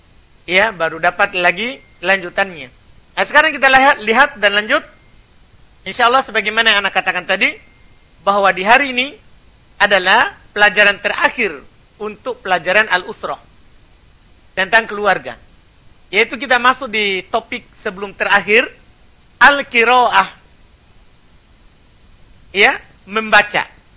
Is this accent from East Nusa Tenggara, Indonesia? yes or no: no; Makassar, South Sulawesi, Indonesia; Cuma karena kita orang Makassar, ya kan semuanya nenek.